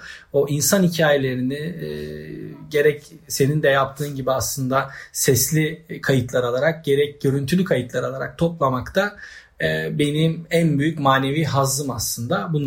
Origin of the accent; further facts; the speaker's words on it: Çengelköy, Istanbul, Turkey; now in Bozcaada, Turkey; Tabii ben Çengelköylüyüm aslında. Sonradan Bozcaada'ya gelip burada bir şeyler yapan, burada bir dönem yaşayan.